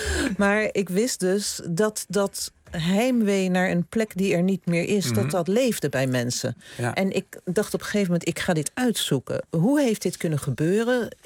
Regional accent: The Hague, South Holland, Netherlands; accent: Hague; Ik heb mijn Haagse accent grondig af moeten leren.

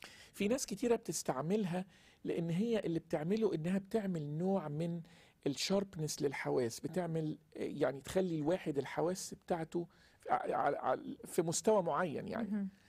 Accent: Egypt; الحشيش يمكن منتشر عندنا في مصر أكتر،

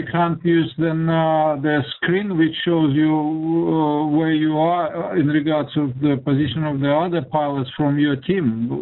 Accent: Russia; English is a second language; I'm from Russia, remember?

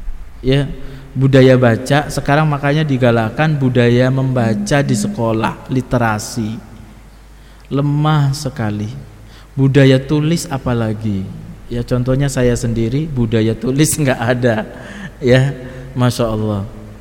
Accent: Brebes, Central Java, Indonesia; Sering disampaikan saya dari Brebes.

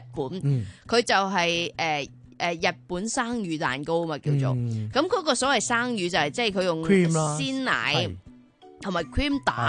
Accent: Hong Kong

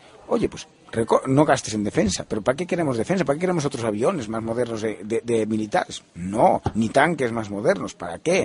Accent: Galicia, Spain; Yo soy gallego.

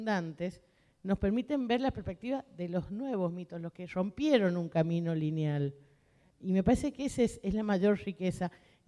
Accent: San Juan, Argentina; Sigo repitiendo, yo soy sanjuanina

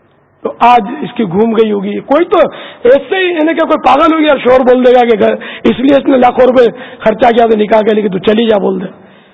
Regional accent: Pakistan; born there; میں اس وطن میں پیدا ہوا ہوں پاکستان میں

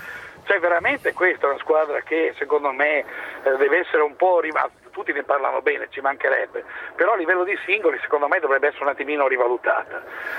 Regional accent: Udine, Friuli-Venezia Giulia, Italy; io intanto sono dell'Udinese, ci mancherebbe altro di Udine

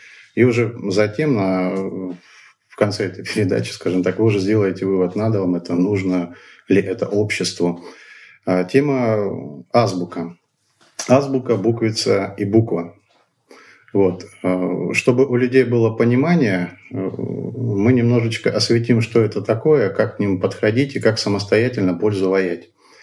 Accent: Rakity, Altai Krai, Russia; born there; Родился я в Алтайском крае. Есть такое замечательное поселение, называется Ракиты.

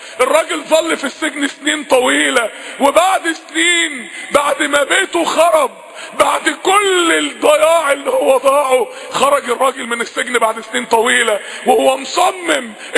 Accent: Egypt; تاني احنا عندنا في مصر 40% من الشعب تحت خط الفقر

